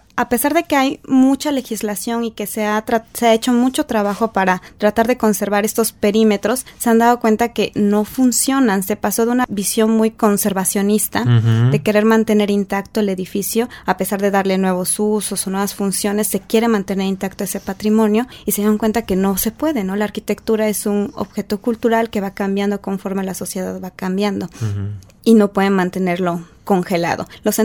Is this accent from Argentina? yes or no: no; Puebla, Mexico; soy poblana.